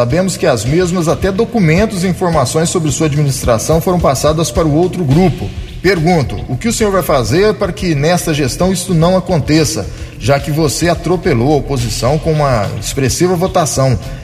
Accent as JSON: {"language": "Portuguese", "region": "São Paulo", "country": "Brazil", "said": "Quero deixar claro que sou brasileiro, sou paulista e, além do mais, sou turista e visito muito Itapiratiba."}